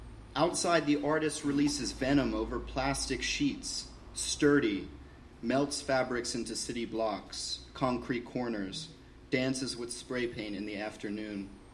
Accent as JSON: {"language": "English", "town": "Washington", "region": "District of Columbia", "country": "United States", "said": "actually visiting Portland. I'm from Washington, D.C. I'm an artist and art educator."}